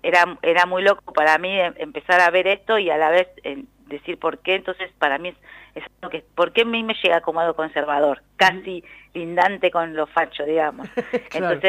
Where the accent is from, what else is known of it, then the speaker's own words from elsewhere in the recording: Buenos Aires, Argentina; por lo menos yo como porteña, algo más conservador.